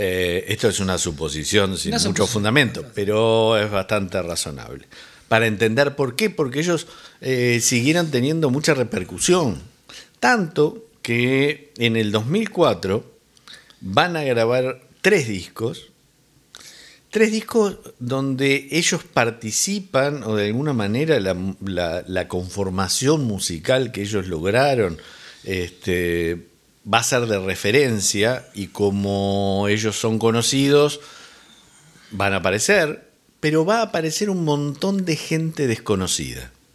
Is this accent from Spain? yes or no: no; Uruguay; porque somos rioplatenses. Dos, porque además de ser rioplatenses, somos uruguayos